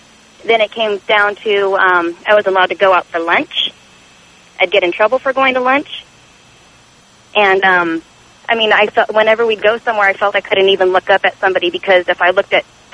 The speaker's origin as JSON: {"language": "English", "country": "United States", "said": "And Tom, I'm an American girl"}